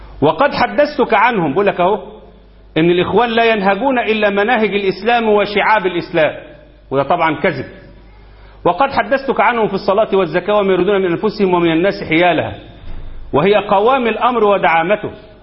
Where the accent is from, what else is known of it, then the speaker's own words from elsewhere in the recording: Egypt; اللي بيمزق الأمة عندنا في مصر ويقتل الناس